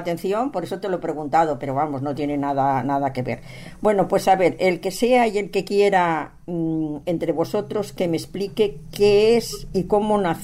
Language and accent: Spanish; Barcelona, Catalonia, Spain; born there; now in Madrid, Spain; yo no soy nacida en Madrid, he nacido en Barcelona y viví mucho tiempo aquí